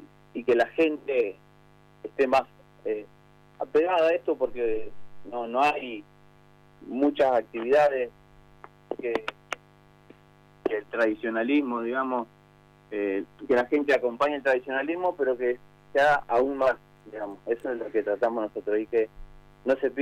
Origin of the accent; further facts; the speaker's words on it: Berazategui, Buenos Aires Province, Argentina; nosotros somos de Brazategui